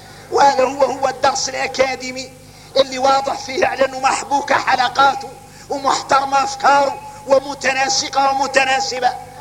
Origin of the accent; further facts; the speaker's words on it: Mauritania; وعادوا احنا موريتاني يجي الواحد منا ساجد ويقول له هذا محل سجدة